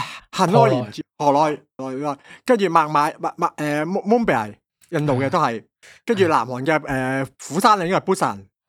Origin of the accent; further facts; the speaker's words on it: Hong Kong; 讲到嗨，我哋香港人系绝对，我系开咗更嗨嘅。